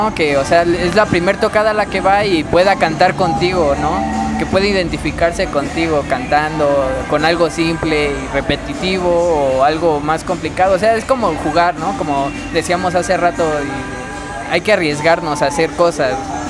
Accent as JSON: {"language": "Spanish", "country": "Mexico", "said": "algo que nos falta a todos como mexicanos aquí son las ganas de querer aprender"}